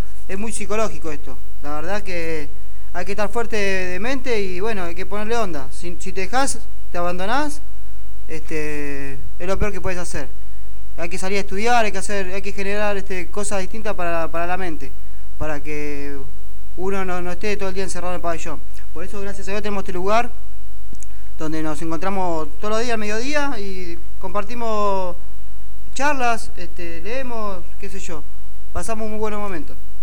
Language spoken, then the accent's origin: Spanish; Buenos Aires, Argentina; que yo no soy de acá, soy de Capital